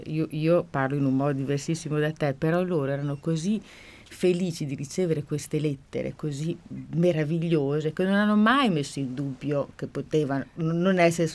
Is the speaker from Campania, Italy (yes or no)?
no; Emilia-Romagna, Italy; Poi io sono emiliana